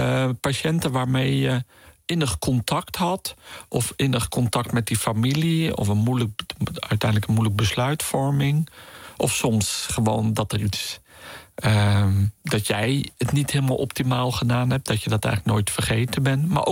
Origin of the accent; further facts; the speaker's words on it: Netherlands; Dus je moet dan als Nederlander moeite doen om daar echt van bij hun te horen.